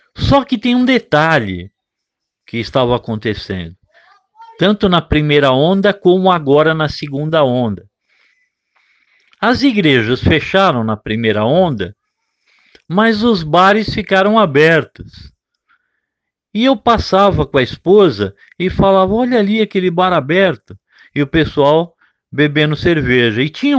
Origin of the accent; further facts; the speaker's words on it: São Paulo, Brazil; eu queria morar no interior e numa cidade tranquila, depois de ter nascido e crescido em São Paulo